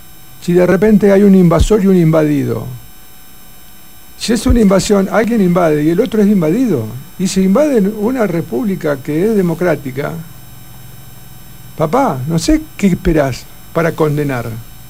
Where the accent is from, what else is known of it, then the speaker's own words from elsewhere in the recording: Argentina; lo que somos los argentinos es esto